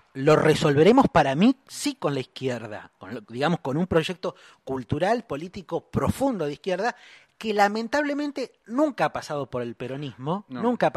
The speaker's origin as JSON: {"language": "Spanish", "country": "Argentina", "said": "Yo soy argentino, argentino y peronista."}